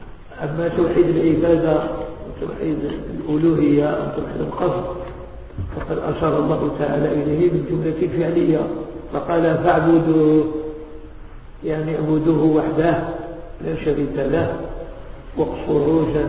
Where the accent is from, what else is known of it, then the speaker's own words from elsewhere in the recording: Morocco; إحنا مغاربة